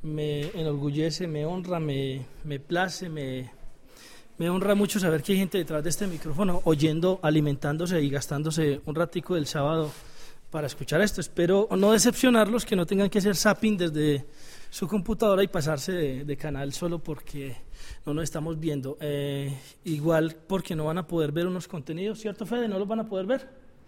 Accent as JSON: {"language": "Spanish", "country": "Colombia", "said": "Y yo decía, pues hombre, yo soy colombiano."}